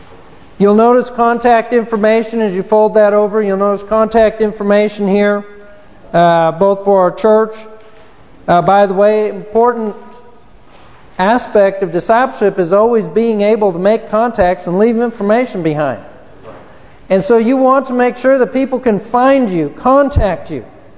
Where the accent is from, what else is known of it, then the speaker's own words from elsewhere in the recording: Chino, California, United States; Where I grew up in Chino, California, by the time I left high school